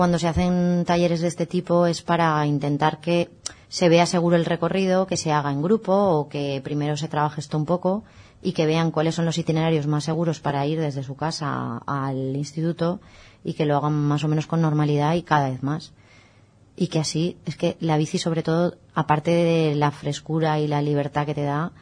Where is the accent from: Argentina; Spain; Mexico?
Spain; los españoles no somos tan españoles o europeos, no somos tan deportistas